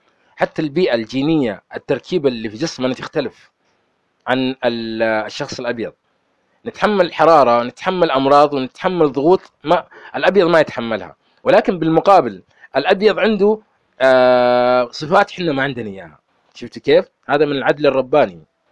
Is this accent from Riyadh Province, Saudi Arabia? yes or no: yes; Riyadh, Riyadh Province, Saudi Arabia; يعني أنا ولدت في الرياض، درست في مدارس الرياض، أصحابي كلهم كانوا بيض، ولكن بعضهم كانوا يعيرون إني أنا أسود، يعيرون إني أنا شعري ملتف، يعيرون إني تكروني